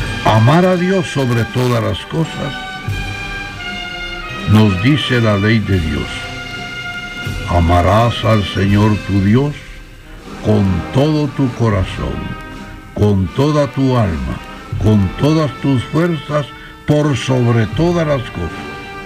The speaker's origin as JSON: {"language": "Spanish", "country": "Guatemala", "said": "Somos católicos y somos guatemaltecos."}